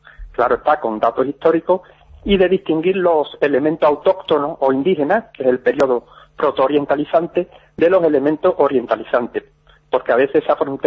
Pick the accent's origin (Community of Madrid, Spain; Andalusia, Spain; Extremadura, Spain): Andalusia, Spain; Huelva; now in Orihuela Costa, Spain; Bueno, yo estoy actualmente en Orihuela Costa, en Alicante, pero sí, he vivido habitualmente en Huelva, soy de Huelva